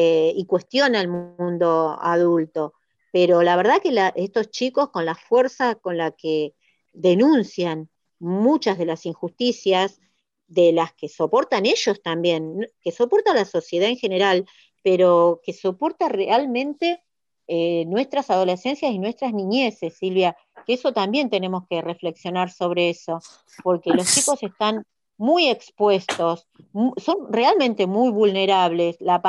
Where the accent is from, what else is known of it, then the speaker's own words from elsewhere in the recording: Hurlingham, Buenos Aires Province, Argentina; yo soy de Hurlingham, Silvia, y tenemos la escuela industrial de acá